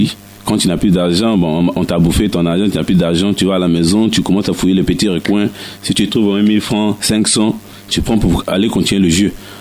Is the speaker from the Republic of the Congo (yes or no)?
yes; Brazzaville, Republic of the Congo; now in Côte d'Ivoire; Je suis congolais de Brazzaville.